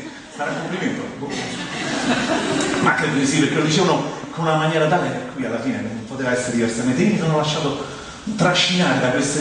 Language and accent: Italian; Rome, Lazio, Italy; Non capisco, sono romano, che dove vai?